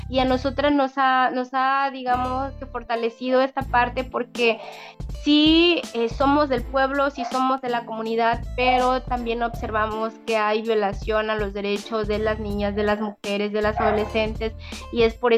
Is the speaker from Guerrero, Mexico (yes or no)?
yes; Tixtlancingo, Guerrero, Mexico; que se llama Tixtlancingo, municipio de Coyuca de Benítez, Guerrero. Soy integrante de la Red de Mujeres Indígenas y Afromexicanas acá en Guerrero